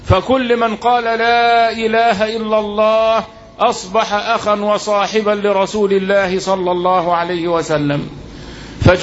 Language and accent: Arabic; Egypt; يبقى أنا مصري وإنت مصري صرف النظر عن الدين